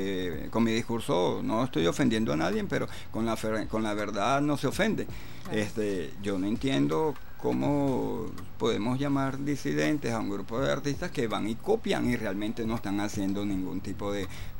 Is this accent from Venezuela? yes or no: yes; Venezuela; reconocernos primeramente como venezolanos, luego como latinoamericanos